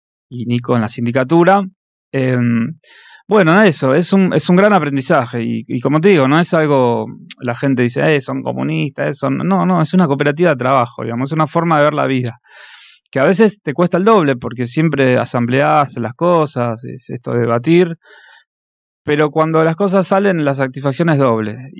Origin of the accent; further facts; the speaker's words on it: La Matanza, Buenos Aires Province, Argentina; Soy de La Matanza.